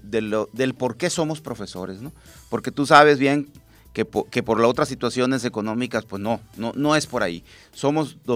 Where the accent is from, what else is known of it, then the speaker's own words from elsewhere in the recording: Mexico; que no seamos como buenos mexicanos dejando las cosas hasta el último.